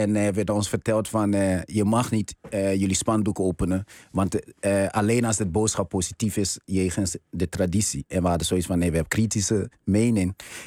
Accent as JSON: {"language": "Dutch", "town": "Amsterdam", "region": "North Holland", "country": "Netherlands", "said": "Ik kom uit Amsterdam, Bijlmer."}